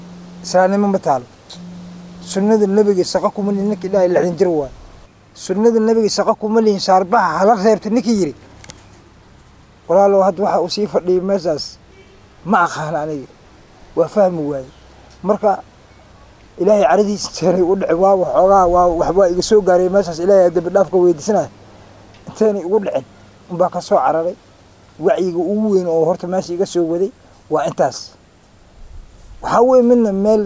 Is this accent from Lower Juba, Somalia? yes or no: yes; Jamaame, Lower Juba, Somalia; born there; ku dhashay degmada Jamaame. Waxaan ka imid hadda aan kasoo galay degmada Baar Dheere.